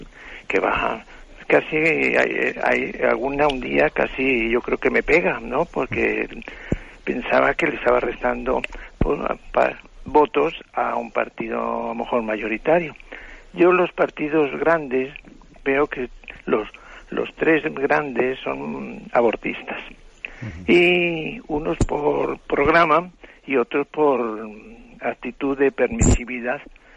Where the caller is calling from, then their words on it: Madrid, Community of Madrid, Spain; de Madrid.